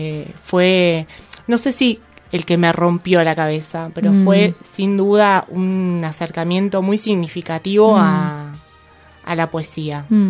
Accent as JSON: {"language": "Spanish", "town": "General Roca", "region": "Río Negro", "country": "Argentina", "tie": "born or raised there", "said": "yo soy de Fisquemenuco"}